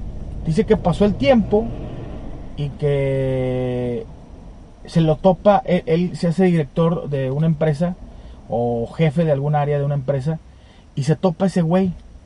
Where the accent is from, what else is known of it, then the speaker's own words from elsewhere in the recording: Monterrey, Nuevo León, Mexico; Es que soy acá de Monterrey, güey, aquí está lloviendo y luego hace frío y luego hace calor